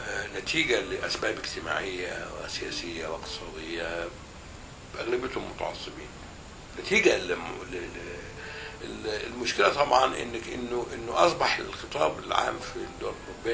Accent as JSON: {"language": "Arabic", "country": "Egypt", "said": "موجود عندنا في مصر من الثمانينات"}